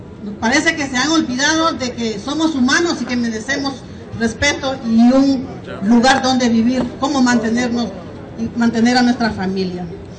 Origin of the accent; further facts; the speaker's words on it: Honduras; Yo vengo de Honduras … pertenezco a una organización fraternal negra. Somos de una comunidad garífuna